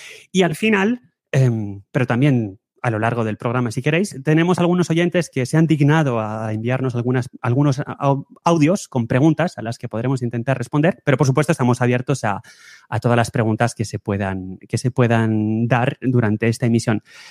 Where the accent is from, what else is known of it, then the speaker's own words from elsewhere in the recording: Spain; accent: Spanish; cosa que yo tengo mi gran acento español, pero en fin, no hay ningún problema, la gente te entiende y no te mira raro.